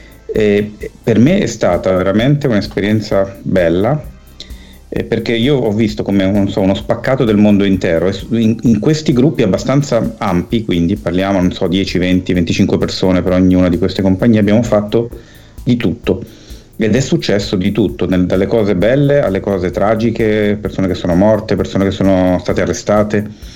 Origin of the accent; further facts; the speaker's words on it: Milan, Lombardy, Italy; Io sono nato nel 70 e sono cresciuto a Milano in un quartiere che all'epoca era periferico, adesso è quasi in centro perché la città è cresciuta a dismisura